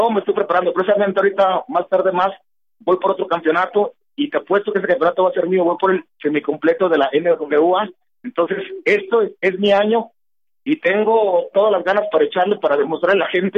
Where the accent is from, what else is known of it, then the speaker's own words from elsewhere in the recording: Puerto Rico; No, soy de Puerto Rico.